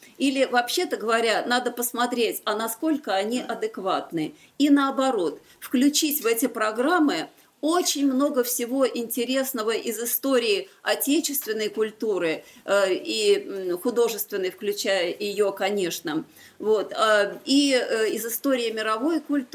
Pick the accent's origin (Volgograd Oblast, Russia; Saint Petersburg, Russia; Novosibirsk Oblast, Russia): Volgograd Oblast, Russia; Volgograd; В моем родном городе Волгограде мы продолжаем